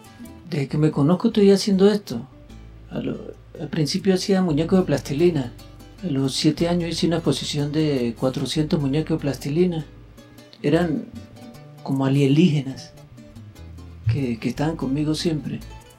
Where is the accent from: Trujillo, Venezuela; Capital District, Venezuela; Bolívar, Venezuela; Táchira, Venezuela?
Táchira, Venezuela; La Grita; born there; Yo nací en La Grita el 23-12 del 71.